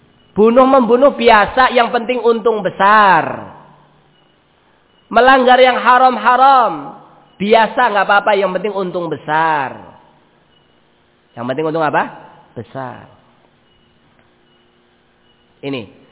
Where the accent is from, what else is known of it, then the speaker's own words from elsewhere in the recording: Ambon, Maluku, Indonesia; padahal saya asli orang Ambon